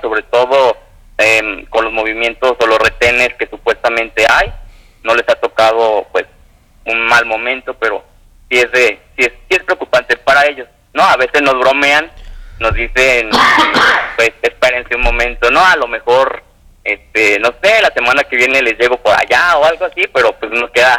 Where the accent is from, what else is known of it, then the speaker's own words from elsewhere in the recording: Mexico; Hay que ver que estamos unidos como mexicanos